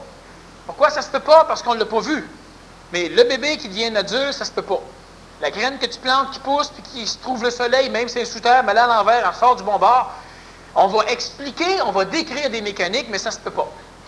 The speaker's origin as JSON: {"language": "French", "region": "Quebec", "country": "Canada", "tie": "born there", "said": "d'ailleurs je suis né au Québec parce que c'est ici que c'est plus intéressant."}